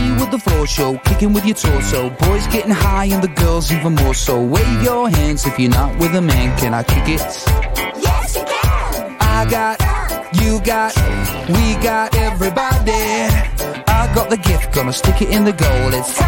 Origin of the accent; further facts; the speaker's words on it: Temuco, Araucanía, Chile; Sí, yo soy de Temuco, es lo único